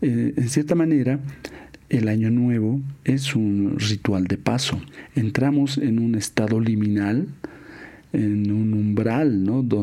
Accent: Bolivia; En los Andes, de donde yo vengo, en Latinoamérica, en Bolivia concretamente, nuestro ciclo de renovación es el 21 de junio.

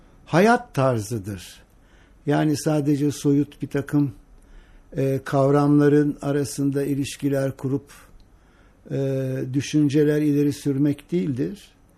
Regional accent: Sandıklı, Afyonkarahisar, Turkey; Ben bir Ege liyim, yani tam iç Ege diyelim. Sandıklılıyım. Afyon, evet. Afyon Sandıklılıyım ve o Sandıklılı olmam benim her hayatımın her alanına girmiştir.

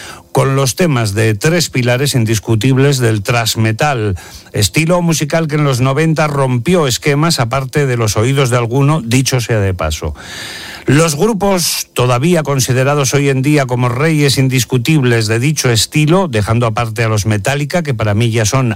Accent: Ribeira, Galicia, Spain; Soy de Ribeira, una pequeña ciudad de Coruña. Tengo 40 voltios ya, pero muy bien llevados

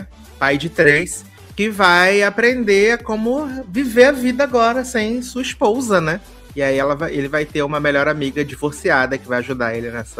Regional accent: Brazil; Mas eu também estaria, amiga. Eu sou brasileira.

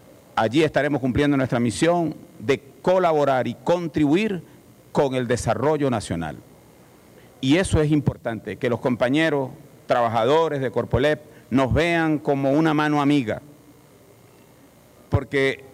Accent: Venezuela; así tenemos que entenderlo los venezolanos.

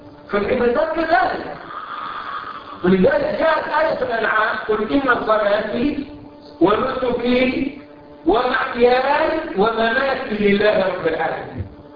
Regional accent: Cairo, Cairo Governorate, Egypt; عندنا في القاهرة في مصر

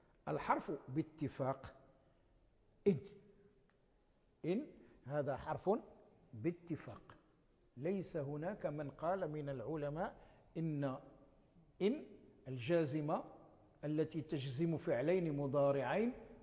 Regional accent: Morocco; نسميها نحن في عرفنا عندنا في المغرب نسميها لا الناهية،

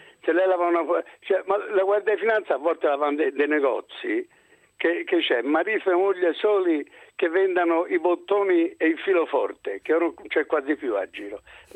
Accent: Florence, Tuscany, Italy; Io sono fiorentino, sì che sono anche un po' ghibellino.

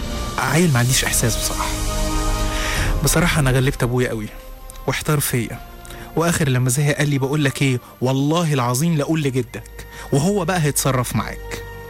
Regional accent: Upper Egypt, Egypt; أنا اتولدت وعشت في الصعيد من مواليد إيدين الست الداية أم حسن في 12/2 سنة 1985.

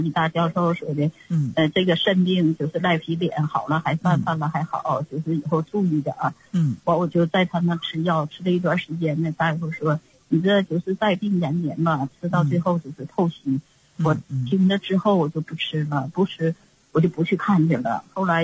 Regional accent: Shenyang, Liaoning, China; 我是沈阳的

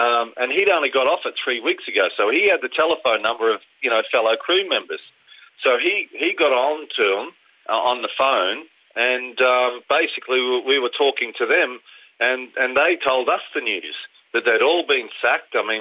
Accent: Australia; Well, I'm Australian, but I'm still a British seafarer.

